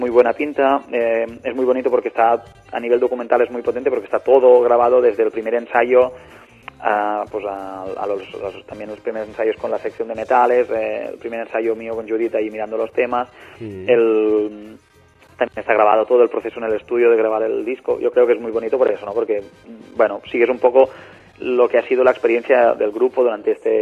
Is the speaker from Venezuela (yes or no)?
no; La Bisbal d'Empordà, Catalonia, Spain; estaremos en la Bisbal d'Empordà, que es mi pueblo natal.